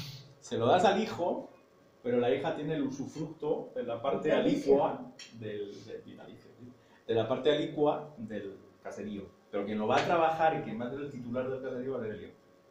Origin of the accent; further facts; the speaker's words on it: Basque Country, Spain; el País Vasco español, porque somos parte del País Vasco.